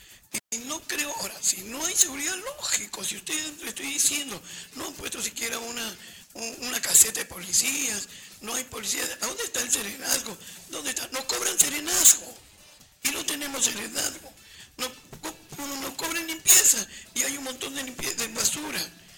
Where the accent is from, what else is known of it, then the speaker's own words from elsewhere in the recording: Callao, Peru; No, señor. Todos somos chalacos. Si ustedes fueron elegidos, fue por nosotros, toda la zona sur, todo el Callao.